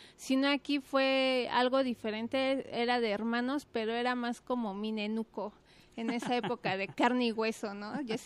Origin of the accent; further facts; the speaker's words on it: Mexico City, Mexico; now in Guadalajara, Mexico; Pues, vengo de la Ciudad de México por cuestiones de la vida. Llego aquí a Guadalajara